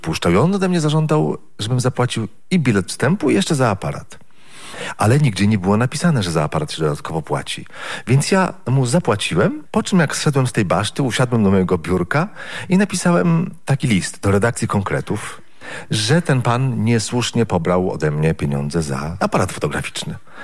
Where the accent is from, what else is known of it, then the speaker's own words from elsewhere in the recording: Złotoryja, Lower Silesian Voivodeship, Poland; jeśli jeszcze jestem ze Złotoryi. No tak mi się wydawało wtedy, ale to no, miałem lat 15, 16.